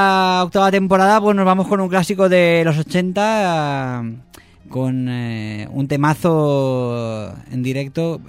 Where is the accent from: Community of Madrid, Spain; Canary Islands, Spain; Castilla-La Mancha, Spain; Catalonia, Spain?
Castilla-La Mancha, Spain; Cuenca; Leo y yo somos de allí, de Cuenca.